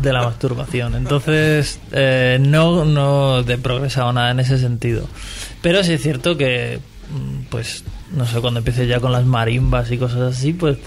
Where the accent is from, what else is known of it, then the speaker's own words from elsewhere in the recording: Region of Murcia, Spain; hablo continuamente de que soy murciano